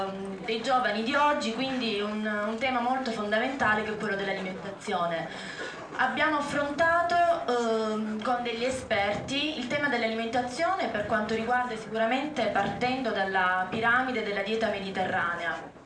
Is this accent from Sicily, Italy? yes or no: no; Manduria, Apulia, Italy; vengo dalla Puglia, in particolare Manduria, provincia di Taranto.